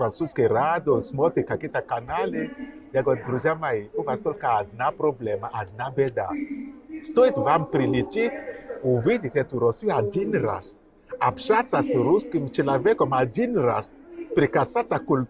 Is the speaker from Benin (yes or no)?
yes; Benin; Russian is a second language; Я родом из Бенина.